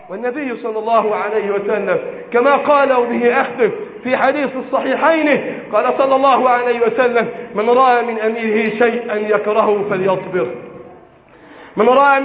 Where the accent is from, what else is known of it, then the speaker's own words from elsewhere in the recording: Egypt; اللهم احفظ بلدنا مصر من الفتن ما ظهر منها وما بطن